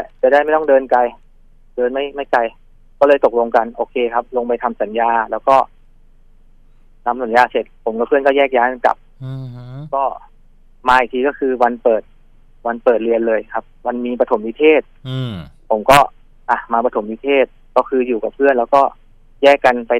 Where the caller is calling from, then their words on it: Bangkok, Thailand; ตอนนี้ผมอยู่แถวๆรามินทาครับ